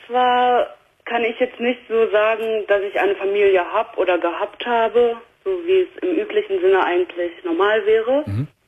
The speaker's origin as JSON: {"language": "German", "town": "Essen", "region": "North Rhine-Westphalia", "country": "Germany", "tie": "born there", "said": "In Essen, im Gefängnis."}